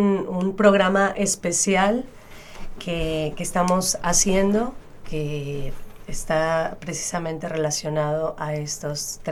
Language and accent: Spanish; Mexico; Queremos también externar nosotros como mexicanas, como mexicanos